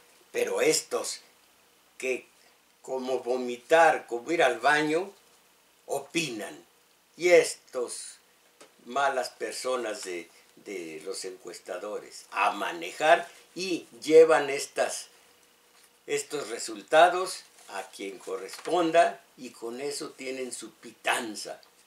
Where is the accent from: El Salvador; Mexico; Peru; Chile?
Mexico; Esto, mis paisanos, vivo en México, soy mexicano.